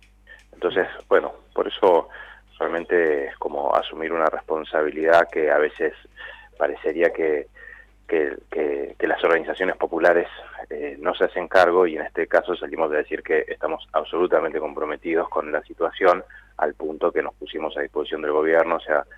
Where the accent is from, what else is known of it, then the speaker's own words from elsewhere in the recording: La Plata, Buenos Aires Province, Argentina; La inundación en La Plata, los que somos platenses